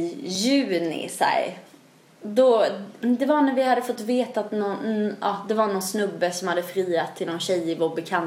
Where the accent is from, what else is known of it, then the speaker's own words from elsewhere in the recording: Växjö, Kronoberg County, Sweden; Men jag kommer ju från Växjö